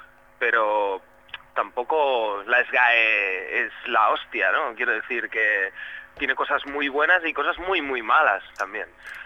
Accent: Catalonia, Spain; Oye, somos catalanes, pero oye, no pasa nada, ¿no?

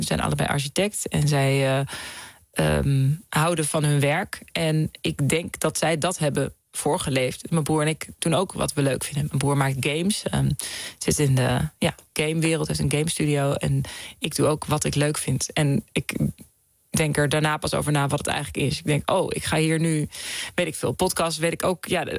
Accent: The Hague, South Holland, Netherlands; Ik kom uit Den Haag, uit het centrum.

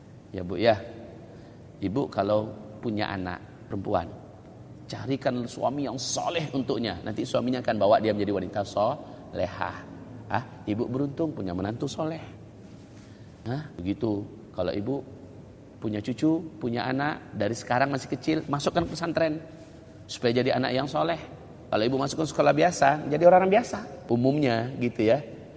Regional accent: Padang, West Sumatra, Indonesia; Saya orang Padang loh, gak ngerti apa itu.

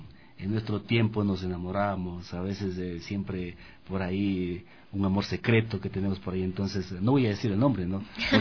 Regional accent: Ambato, Tungurahua, Ecuador; now in Quito, Ecuador; Yo soy de Ambato, como les había comentado, pero aquí en la capital tengo amigos

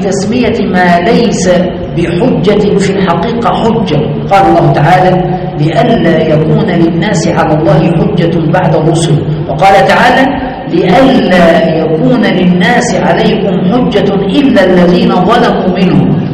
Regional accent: Egypt; الثانوية العامة في ثالثة ثانوي يعني عندنا في مصر

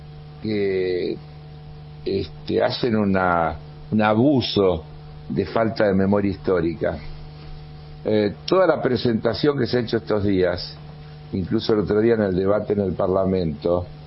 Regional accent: Buenos Aires, Argentina; yo soy ciudadano porteño, uh-huh, vivo, disfruto

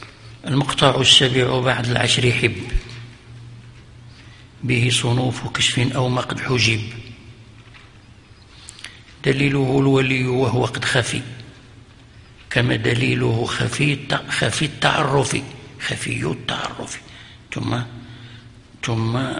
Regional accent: Fez, Fès-Meknès, Morocco; وكان عندنا في فاس

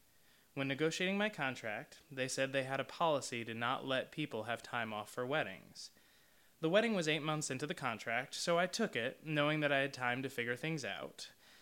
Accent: New York, United States; I'm very fortunate that I grew up just outside of New York City, so my family is close by.

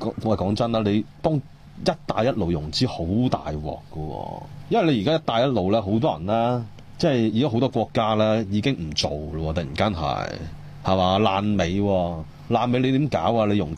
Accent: Hong Kong

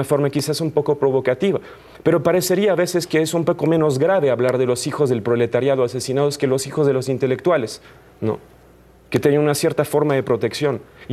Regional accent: France; Spanish is a second language; now in Mexico; Yo soy el menos francés de los franceses, y mira, llevo muchos años aquí.

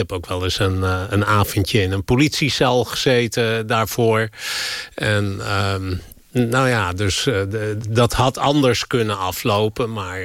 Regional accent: Amstelveen, North Holland, Netherlands; Ik ben in Amstelveen opgegroeid, in een keurige wijk, waar veel sociale controle was.

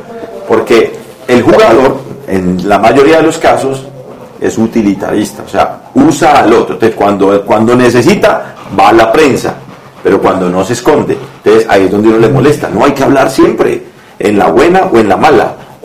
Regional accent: Colombia; Gracias, como colombiano.

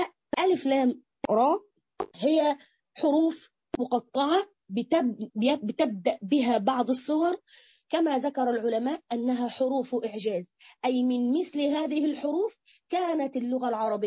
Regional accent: Egypt; تبص تلاقي الناس كده، عندنا في مصر بس على فكرة سبحان الله

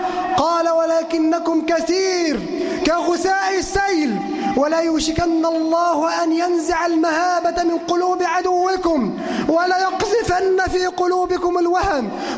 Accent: Egypt; اللهم اجعل بلدنا مصر أمنا أمانا، سخاء رخاء وسائر بلاد

